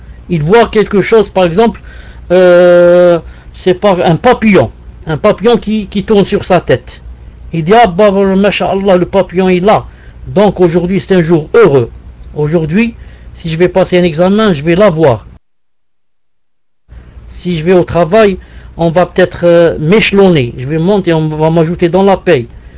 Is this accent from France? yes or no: no; Algeria; Chez nous, il n'y a pas les roux, il y a seulement les cheveux noirs. Donc, il n'y a pas ça chez nous en Algérie.